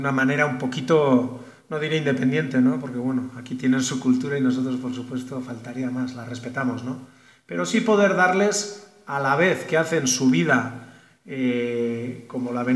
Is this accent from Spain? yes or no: yes; Basque Country, Spain; now in San Juan Chamula, Mexico; y, bueno, yo vengo del País Vasco. Y pues nada, llevo aquí ya algo más de un año entre los chiapanecos, entre en San Cristóbal y aquí en este momento en San Juan Chambó